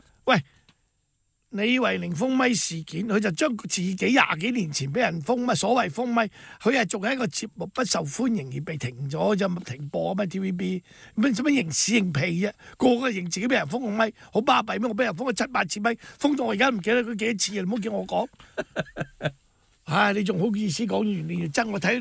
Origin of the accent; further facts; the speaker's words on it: Hong Kong; 呢個就我哋香港人冇得話事嘅。